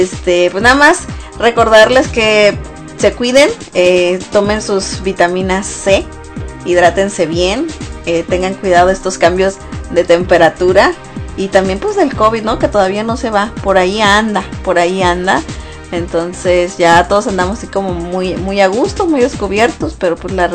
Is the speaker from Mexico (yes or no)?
yes; Mexico; now in United States; Porque pues soy mexicana, mexicanos al grito de guerra.